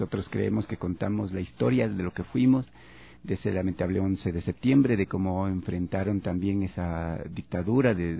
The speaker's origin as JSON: {"language": "Spanish", "country": "Ecuador", "said": "como latinoamericanos o como ecuatorianos estos dolores los vamos guardando y sonreímos, porque así somos los ecuatorianos"}